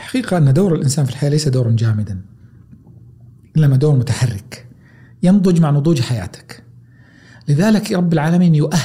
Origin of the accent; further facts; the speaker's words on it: Taif, Makkah Province, Saudi Arabia; كوني تربيت في الطائف مدينة جبلية، حديثي ذا إيقاع سريع، نبرتي سريعة، تنفسي سريع، صوتي حاد